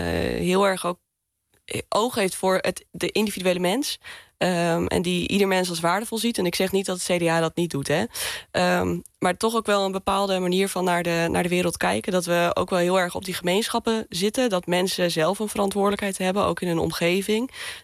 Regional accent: Assen, Drenthe, Netherlands; moved away as an adult; Ja, ik ben opgegroeid in Assen, in Drenthe. En ik ben op mijn 18e verhuisd naar Enschede voor mijn studie. Ik heb altijd in Groningen op de middelbare school gezeten. Dus nou ja, het noorden en het oosten, dat voel ik me gewoon wel lekker thuis.

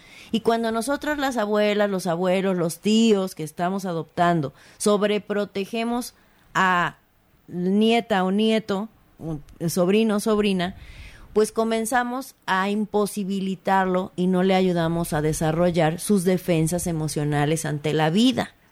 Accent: Mexico; los mexicanos somos mucho de adoptar, porque así somos los mexicanos

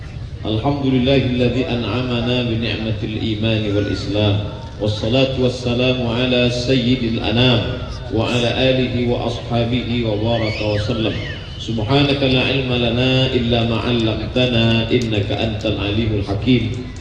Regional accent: Riau, Indonesia; moved away as an adult; Waktu itu saya datang dari kampung, dari Kabupaten Pelalawan, berdua naik angkutan

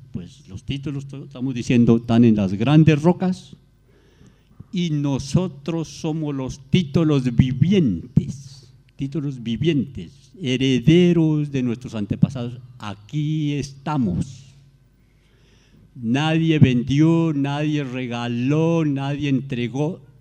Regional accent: Colombia; Yo estoy diciendo a mi gobierno en mi país, las normas en mi país

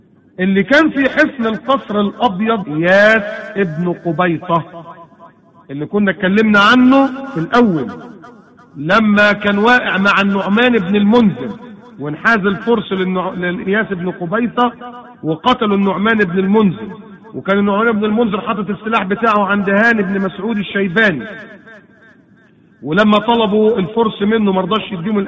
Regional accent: Egypt; عكس نهر النيل اللي المنابع بتاعته من الجنوب عندنا في مصر

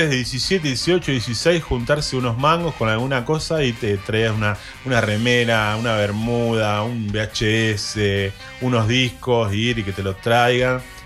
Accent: Moreno, Buenos Aires Province, Argentina; Yo vengo de un barrio humilde, vengo de Cuartel Quinto Moreno

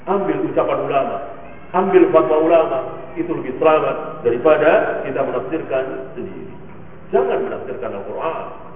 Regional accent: Indonesia; born there; Bahwa kita lahir di negeri kita ini, ayah ibu kita muslim

